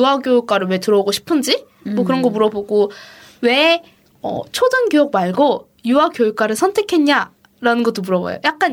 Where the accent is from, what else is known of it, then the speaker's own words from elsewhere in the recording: South Korea; 저는 저는 한국에서 한국 사람이고 여기서 몇 년 다녔고